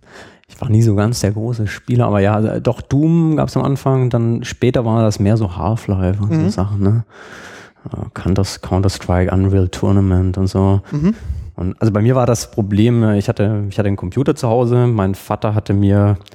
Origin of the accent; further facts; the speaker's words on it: Burgstall an der Murr, Baden-Württemberg, Germany; ich komme aus einem Dorf, Burgstall an der Mur, das ist so zwischen Backnang und Winnenden